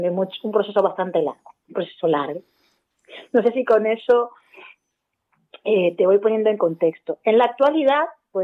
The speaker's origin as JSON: {"language": "Spanish", "country": "Dominican Republic", "moved": "as an adult", "lives_now": "Spain", "said": "yo cuando salí de República Dominicana, pues era una persona ya adulta, unos 27 años, con cierto bagaje profesional, ya con unos estudios terminados."}